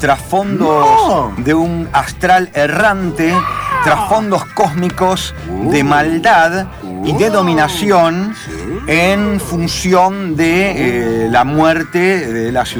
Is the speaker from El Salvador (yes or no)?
no; Argentina; como ciudadano argentino a lo largo de 53 años de vida en la República.